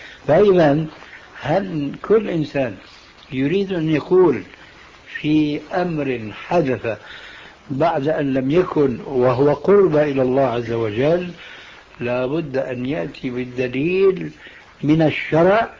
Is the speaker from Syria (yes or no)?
yes; Syria; كما يقولون عندنا في سوريا